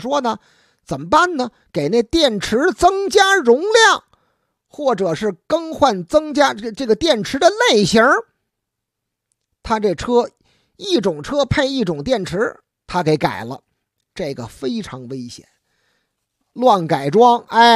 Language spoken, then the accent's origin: Chinese; Beijing, China; 咱们北京人说的，只要是您没那个发音呢，没有太重的这个乡音吧